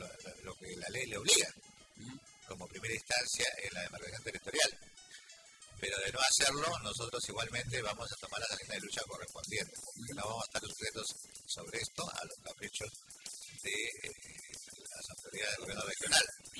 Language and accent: Spanish; Callao, Peru; es un derecho que nos corresponde porque somos parte del Callao y los recursos del Callao le pertenecen a todos los chalacos